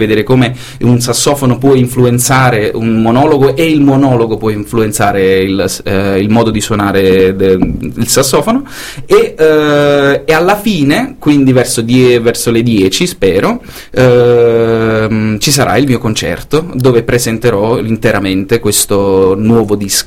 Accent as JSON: {"language": "Italian", "town": "Salerno", "region": "Campania", "country": "Italy", "moved": "as an adult", "lives_now": "Brussels, Belgium", "said": "Io sono originario di Salerno"}